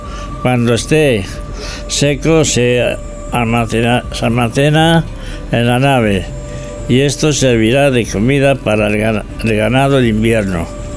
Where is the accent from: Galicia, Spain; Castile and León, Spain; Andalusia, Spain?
Castile and León, Spain; San Juan de la Nava; de las historias de mi pueblo, San Juan de la Nava. Un pequeño pueblo a unos 500 habitantes situados en la provincia de Ávila, a 30 kilómetros de la ciudad.